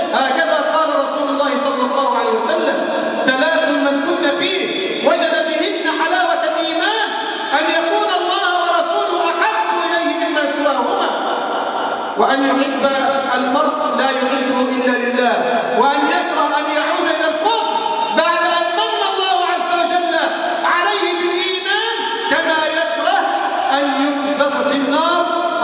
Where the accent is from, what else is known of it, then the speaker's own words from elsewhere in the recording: Egypt; اللهم احفظ بلدنا مصر من الفتن ما ظهر منها وما بطن.